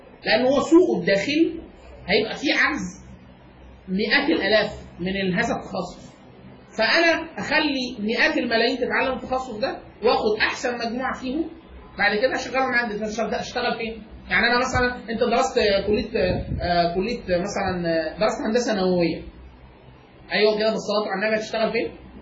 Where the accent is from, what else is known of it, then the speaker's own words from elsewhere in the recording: Egypt; انا من مصر وباخد اقل من 5000 دولار في السنه